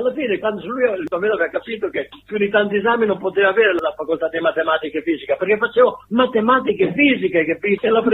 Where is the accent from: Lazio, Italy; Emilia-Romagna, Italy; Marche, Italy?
Emilia-Romagna, Italy; Mocogno; io, che venivo un pochino dalla montagna, sono nato là a Mocogno, che è un paesino in modenese